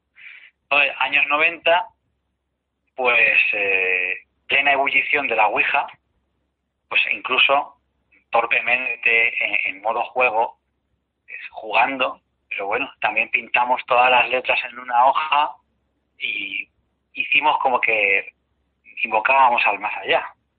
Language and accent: Spanish; Madrid, Community of Madrid, Spain; he estado en la costa como buen madrileño